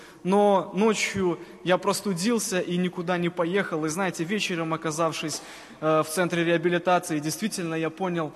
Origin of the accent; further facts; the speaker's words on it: Cherikov, Mogilev Region, Belarus; Я сам из Могилевской области, в городе Черикове родился, может быть, кто-то знает такой город.